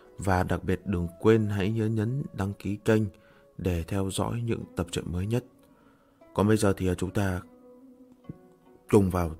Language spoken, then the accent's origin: Vietnamese; Co Loa, Hanoi, Vietnam; À, mình ở Cổ Loa Đông Anh bạn ơi. Hà Nội nhá. Thành phố Hà Nội. Thành phố Hà Nội, huyện Đông Anh. Xã Cổ Loa.